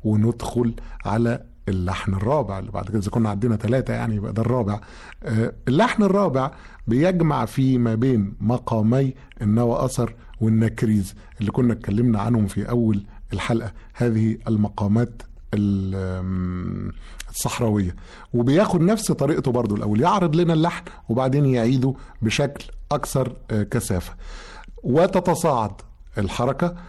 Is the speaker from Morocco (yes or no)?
no; Egypt; انا عارف مزيكتنا، انا مصري ومصري نقول اراري